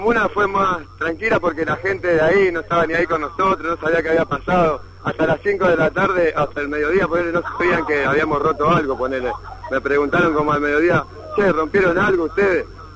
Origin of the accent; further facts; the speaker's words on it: Paraguay; Yo tengo tres machetes y vengo desde Paraguay.